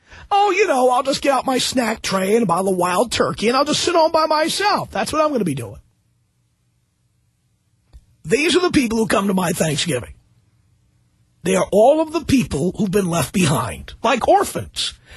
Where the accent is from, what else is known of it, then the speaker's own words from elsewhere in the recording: New York City, New York, United States; now in Los Angeles, United States; I live in Los Angeles, and I have for 19 years, but you know what? I come from New York City. I did not grow up here.